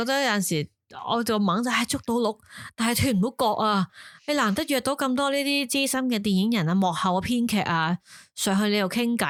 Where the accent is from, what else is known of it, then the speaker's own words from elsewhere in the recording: Taiwan; Cantonese is a second language; 我系台湾人添，